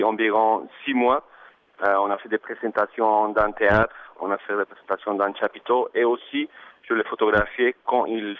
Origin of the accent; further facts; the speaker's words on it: Colombia; French is a second language; now in Montreal, Canada; Et je suis photographe et je viens de la Colombie. Je vis à Montréal presque 4 ans.